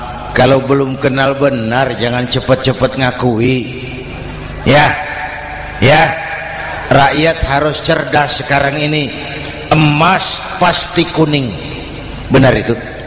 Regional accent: Jakarta, Indonesia; born there; Bahwa saya lahir di Jakarta, itu sih kebetulan.

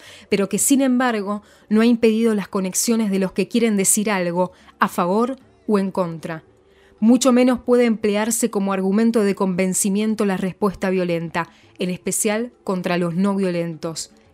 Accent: Cuba; Como cubano que vive en Cuba y trabaja y crea en Cuba

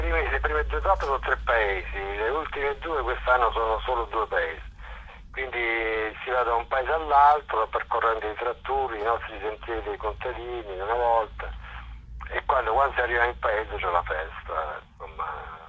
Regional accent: Duronia, Molise, Italy; Perché non andiamo da Roma a Durogne, Durogne che è il mio paese, con le biciclette?

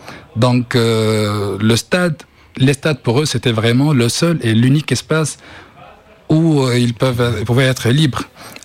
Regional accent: Tunis, Tunis Governorate, Tunisia; Je viens de Tunis.

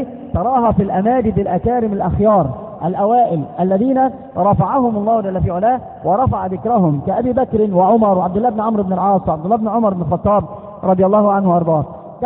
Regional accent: Egypt; كما قالوا عندنا في مصر مثل يقارب هذا المعنى

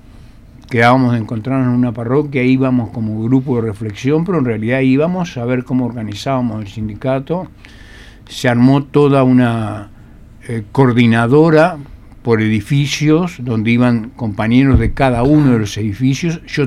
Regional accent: Fray Bentos, Río Negro, Uruguay; Yo soy de Fray Bentos.

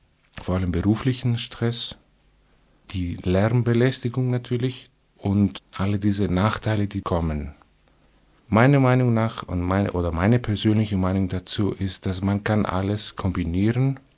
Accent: Thessaloniki, Central Macedonia, Greece; German is a second language; Es gibt außer die Hauptstadt, die zweitgrößte Hauptstadt Thessaloniki, wo ich herkomme.

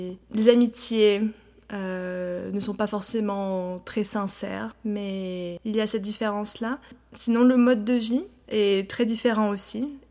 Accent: France; now in San Francisco, United States; Je suis née à San Francisco. J'ai grandi en France et je suis revenue vivre à San Francisco il y a un an et demi.

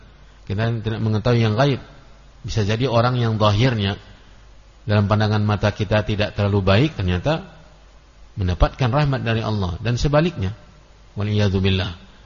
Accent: Kampar, Riau, Indonesia; saya dalam bahasa Kampar itu, ya, khusus di kampung saya, itu ada istilah-istilah benda yang saya tidak mengetahui maknanya

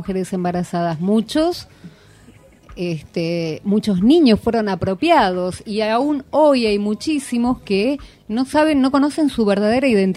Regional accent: Valentín Alsina, Buenos Aires Province, Argentina; yo soy de Valentín Alsina, y efectivamente ahí hay una comisaría

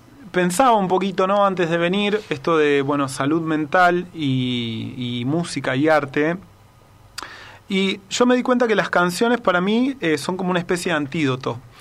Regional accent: Buenos Aires, Argentina; now in Tanti, Argentina; cuando me vine de Buenos Aires para acá, que mi desafío era vivir afuera de una ciudad. O sea, tener esa experiencia de vivir en un lugar que no sea una ciudad. Y así es que, bueno, me mudé a Tanti y después al barrio Los Chañares.

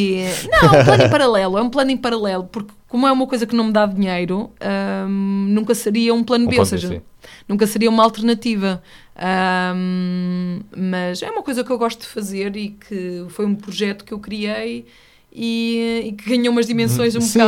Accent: Oliveira das Meias, Norte, Portugal; Eu sou de Oliveira das Meias, que por acaso é no Norte, mas eu não sou uma mulher do Norte

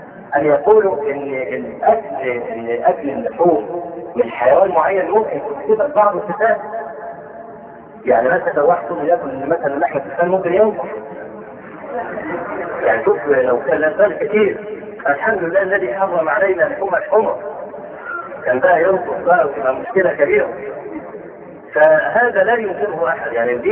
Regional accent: Egypt; نشوف عندنا في مصر

